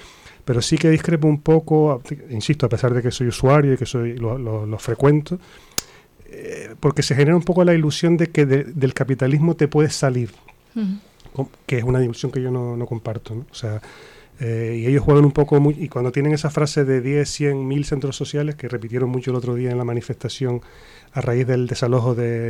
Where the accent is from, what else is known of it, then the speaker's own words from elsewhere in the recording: Canary Islands, Spain; now in Madrid, Spain; Yo, por ejemplo, que vengo de Canarias